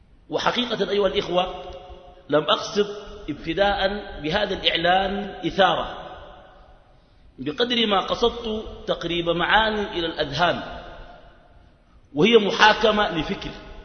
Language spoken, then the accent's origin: Arabic; Sudan; وعندنا في السودان مشكلة، الموتى يحيون